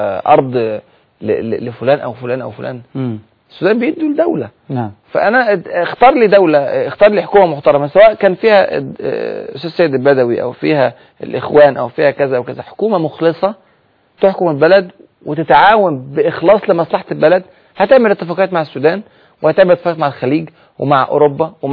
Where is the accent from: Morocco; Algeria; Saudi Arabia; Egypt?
Egypt; فهم كانوا فرحانين جدا جدا لاحداث الثوره اللي حصلت عندنا في مصر